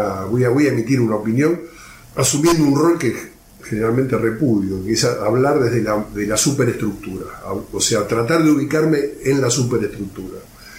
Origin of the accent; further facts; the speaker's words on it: Argentina; A mí como ciudadano argentino no solamente me defraudó